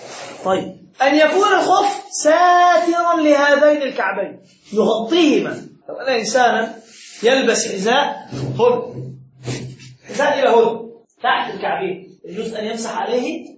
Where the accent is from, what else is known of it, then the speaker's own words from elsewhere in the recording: Egypt; المداس مثل الحذاء الذي نلبسه عندنا في مصر،